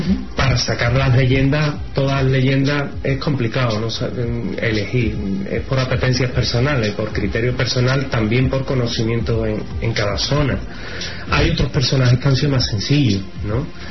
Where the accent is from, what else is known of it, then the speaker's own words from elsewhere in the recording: Seville, Andalusia, Spain; De Sevilla, evidentemente, en mi tierra me he hartado de escribir.